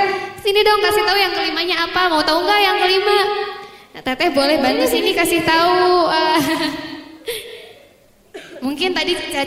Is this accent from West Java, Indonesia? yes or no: yes; Majalengka, West Java, Indonesia; Saya dari Majalengka Teh ya, salam kenal.